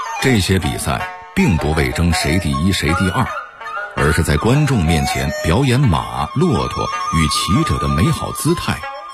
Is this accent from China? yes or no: yes; Beijing, China; 我从小就在北京长大啊，也经历了30多个春节啊，